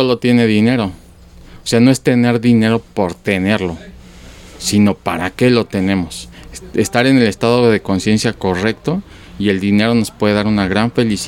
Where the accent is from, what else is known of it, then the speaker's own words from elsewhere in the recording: Mexico; Y no nos han enseñado como sociedad mexicana a multiplicar el dinero.